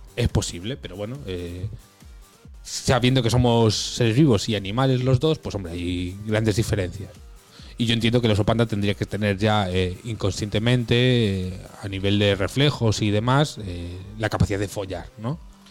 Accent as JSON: {"language": "Spanish", "region": "North West England", "country": "United Kingdom", "accent": "Mancunian", "said": "mi acento es muy mancunian, es muy del norte"}